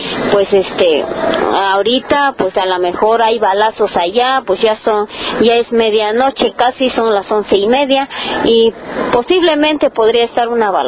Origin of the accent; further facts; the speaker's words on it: San Juan Copala, Oaxaca, Mexico; que somos mujeres de San Juan Copala